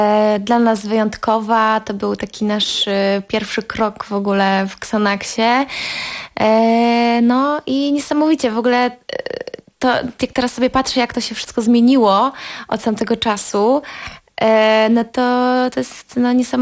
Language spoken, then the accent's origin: Polish; Konin, Greater Poland Voivodeship, Poland; Tak, jestem z Konina.